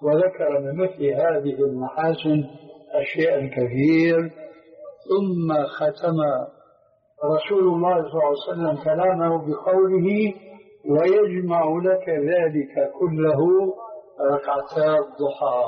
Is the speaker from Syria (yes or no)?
yes; Syria; يقولون: عندنا في سوريا كالحرجون في حيوان البرية